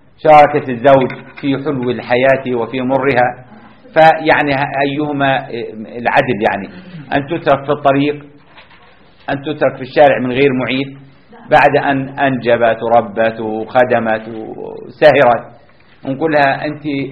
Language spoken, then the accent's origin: Arabic; Jordan; عندنا في الأردن جماعة رفعوا الردة